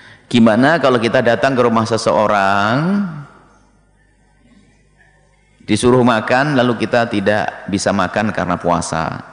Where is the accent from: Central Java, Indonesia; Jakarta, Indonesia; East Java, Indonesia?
East Java, Indonesia; Orang Jawa Timur, ada orang Jawa Timur, saya Jawa Timur. Jadi di Jawa Timur ada namanya mentong